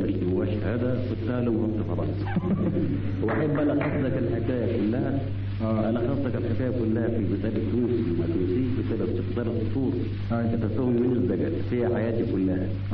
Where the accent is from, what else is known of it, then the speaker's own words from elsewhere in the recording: Alexandria, Alexandria Governorate, Egypt; والدي مولود في اسكندرية وأنا مولود في اسكندرية. فأنا مصري لحما ودما وتونسي بالاسم أوتوماتيكيا يعني.